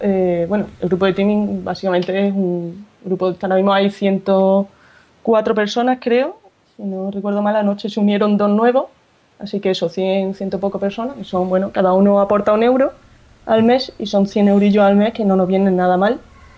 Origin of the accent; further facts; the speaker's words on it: Córdoba, Andalusia, Spain; accent: Andalusian; yo fíjate, soy de Córdoba, sí.